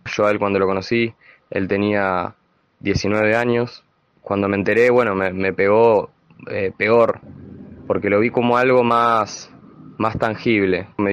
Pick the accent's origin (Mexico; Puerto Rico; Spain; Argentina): Argentina; La Plata, Buenos Aires Province; Yo soy de acá de La Plata